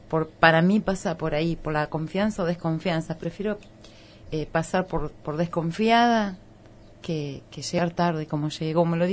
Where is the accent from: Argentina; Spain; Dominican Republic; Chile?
Argentina; Concordia, Entre Ríos; Yo vengo de un lugar, yo vengo de Concordia, Entre Ríos, pueblo.